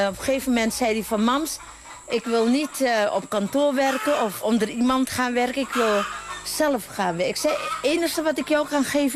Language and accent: Dutch; Drenthe, Netherlands; born there; Ik ben geboren in Drenthe, in het kamp Schattenberg. Dat is een concentratiekamp vroeger.